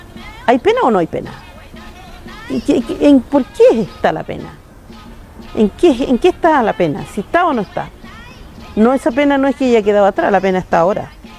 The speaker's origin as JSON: {"language": "Spanish", "town": "Lumaco", "region": "Araucanía", "country": "Chile", "first_language": "Mapudungun", "second_language": "Spanish", "said": "yo soy de Lumaco. Lumaco es lejos de aquí, la novena región, soy mapuche y canto, dice la gente que yo canto. El mapudungun es mi primera lengua"}